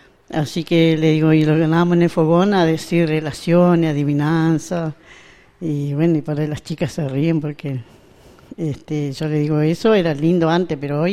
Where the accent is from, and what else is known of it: Leleque, Chubut, Argentina; born or raised there